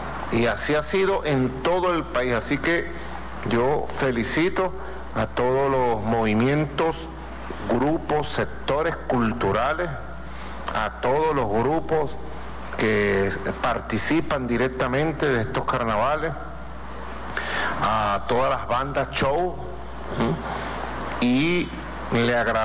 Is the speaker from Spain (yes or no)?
no; Caracas, Capital District, Venezuela; Yo soy caraqueño y recuerdo los carnavales de hace muchos años.